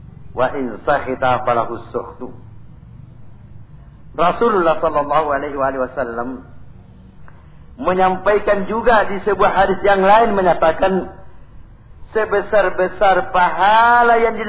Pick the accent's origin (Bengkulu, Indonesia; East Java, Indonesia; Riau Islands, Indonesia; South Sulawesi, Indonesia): South Sulawesi, Indonesia; Karena kita ini Bugis Makassar.